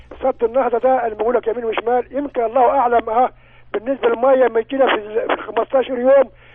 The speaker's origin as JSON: {"language": "Arabic", "region": "Asyut Governorate", "country": "Egypt", "said": "احنا عندنا هنا في اسيوط."}